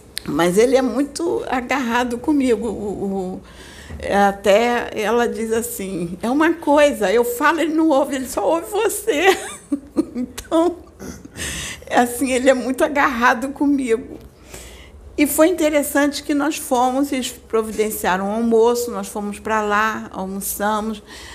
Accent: Campo Grande, Brazil; Então eu fui para a casa dos meus irmãos lá em Campo Grande, porque a maior parte mora lá em Campo Grande, onde eu fui criada.

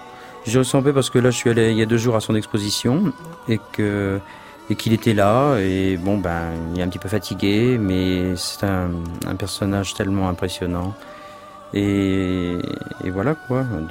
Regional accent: Paris, Île-de-France, France; born there; Je suis né à Paris et je me sens bien à Paris.

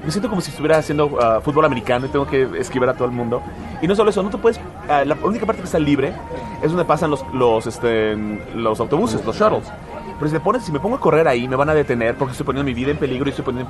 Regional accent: Mexico; soy de México

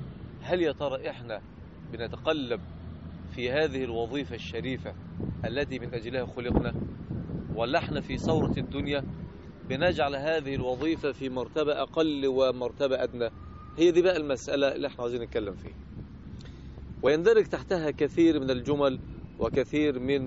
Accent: Egypt; now in Jeddah, Saudi Arabia; الرجل في عز البرد عندنا في مصر، مش هنا طبعا في جدة

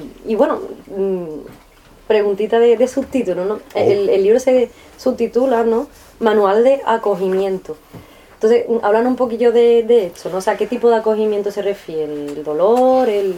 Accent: Marchena, Andalusia, Spain; yo soy de Marchena y en Marchena también

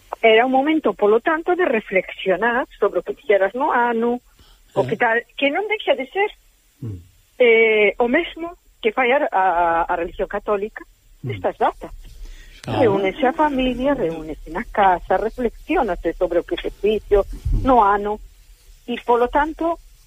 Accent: Carril, Galicia, Spain; como eu son de Carril, será da Ameixas.

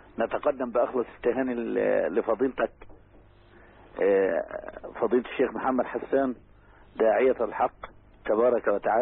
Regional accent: Dumuh, Dakahlia, Egypt; born or raised there

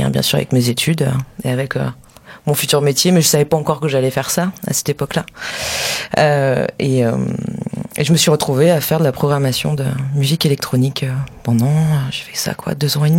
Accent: Saint-Étienne, Auvergne-Rhône-Alpes, France; parce que je viens de Saint-Étienne à la base. Donc je découvrais une région, je découvrais une ville

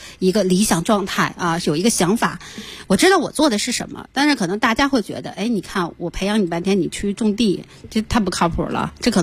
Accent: Inner Mongolia, China; 然后你我奶奶家在内蒙古，然后真的是以天为盖地为炉的那种感觉，就很宽阔

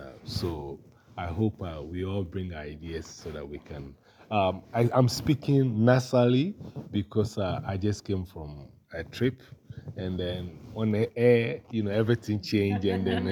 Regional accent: Ghana; I'm originally from Ghana, and I'm a teaching artist

